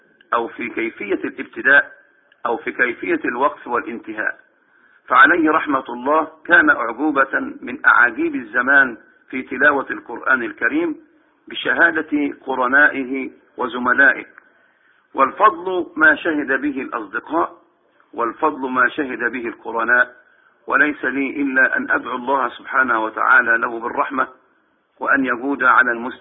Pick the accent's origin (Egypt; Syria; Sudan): Egypt; Minyat Mahallat Damana, Dakahlia; born or raised there